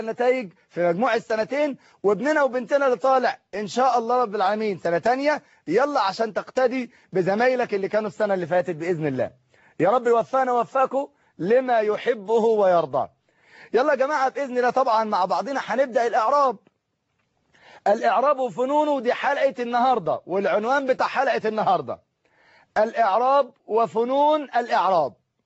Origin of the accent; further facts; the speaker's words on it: Egypt; في كل مكان من بلادنا مصر الحبيبة